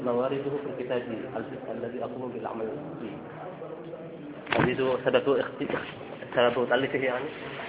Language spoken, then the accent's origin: Arabic; Sharqia Governorate, Egypt; الشرقية نعم